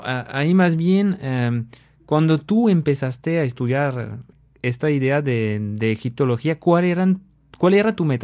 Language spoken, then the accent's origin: Spanish; France; Yo siendo francés, pues estamos muy acostumbrados a ver egiptólogos franceses